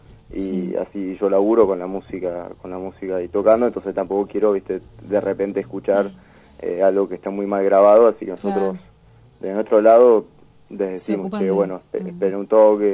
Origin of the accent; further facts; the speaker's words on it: Béccar, Buenos Aires Province, Argentina; Obviamente de Buenos Aires, yo soy de Becar